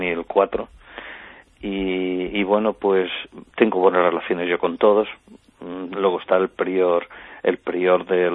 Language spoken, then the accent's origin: Spanish; Granada, Andalusia, Spain; como buen granadino que soy, y en el caso de mi tierra me siento nazarí